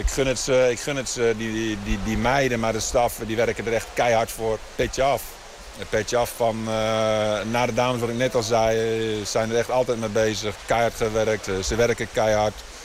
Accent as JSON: {"language": "Dutch", "country": "Netherlands", "said": "Ik denk nog steeds dat wij als Nederlanders"}